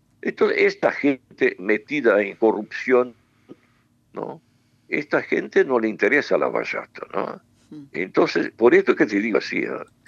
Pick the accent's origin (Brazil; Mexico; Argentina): Brazil; Spanish is a second language; bueno, yo digo Brasil porque soy brasileño.